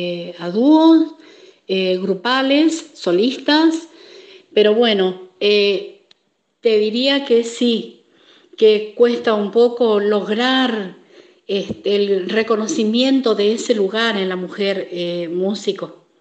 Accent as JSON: {"language": "Spanish", "region": "Formosa", "country": "Argentina", "said": "Vengo de la provincia de Formosa"}